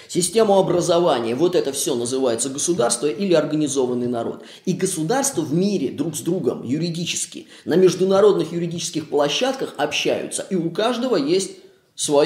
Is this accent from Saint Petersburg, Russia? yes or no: yes; Saint Petersburg, Russia; потому что я из Петербурга